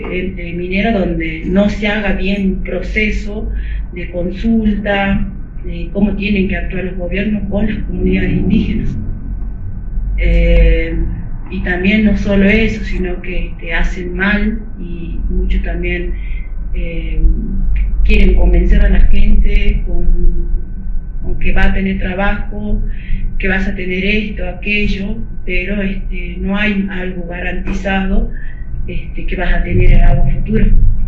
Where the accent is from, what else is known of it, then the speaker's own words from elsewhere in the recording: Pozo Colorado, Jujuy, Argentina; soy de Pozo Colorado, es mi comunidad. Yo pertenezco a lo que es Salinas Grandes y Laguna Guayacayó.